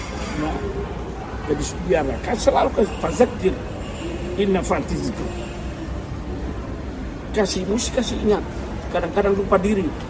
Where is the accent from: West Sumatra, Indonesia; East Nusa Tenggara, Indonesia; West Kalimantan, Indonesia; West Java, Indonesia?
East Nusa Tenggara, Indonesia; now in Malaysia; saya ini orang Flores, saya tahu ini